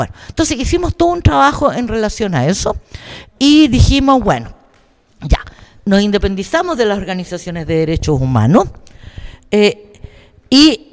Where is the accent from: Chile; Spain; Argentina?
Chile; moved away as an adult; Porque yo salí de Chile, después que estuve presa